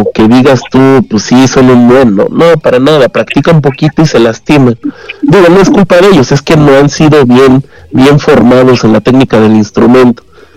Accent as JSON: {"language": "Spanish", "region": "Puebla", "country": "Mexico", "lives_now": "Mexico City, Mexico", "said": "porque yo soy de Puebla, ya después me mudé a la Ciudad de México"}